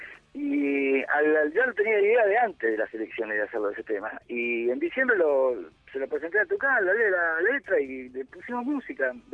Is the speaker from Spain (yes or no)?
no; Argentina; moved away; Yo me fui de Argentina.